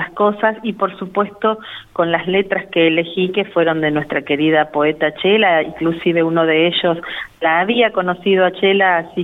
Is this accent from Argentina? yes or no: yes; La Pampa, Argentina; Le estoy contando al mundo que soy de La Pampa y las cosas maravillosas que tiene.